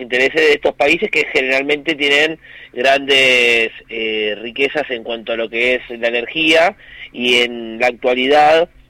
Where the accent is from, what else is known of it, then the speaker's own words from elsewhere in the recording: Argentina; otro de los puntos que a nosotros como argentinos nos toca de lleno